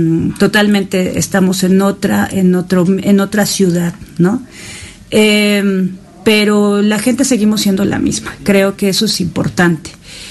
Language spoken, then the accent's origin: Spanish; Mexico; Tenemos este carácter como mexicanos